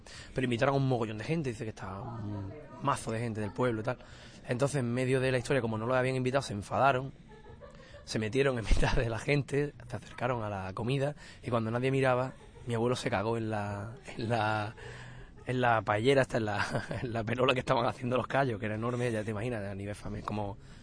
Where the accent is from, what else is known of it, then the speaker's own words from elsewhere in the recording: El Morche, Andalusia, Spain; hicieron una fiesta muy grande allí en mi pueblo, en el Morche.